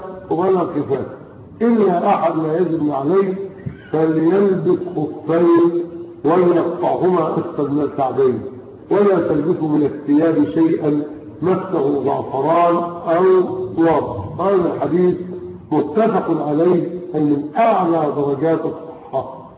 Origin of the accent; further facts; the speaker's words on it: Egypt; ومن الاخطاء اللغوية عندنا في مصر يقول لك ايه؟